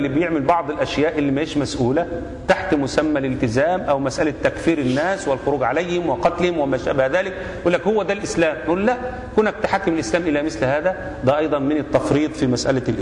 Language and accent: Arabic; Egypt; also born or lived in Saudi Arabia; احنا عندنا في مصر، انا نفسي قعدت في السعوديه اكتر من حوالي 7 سنوات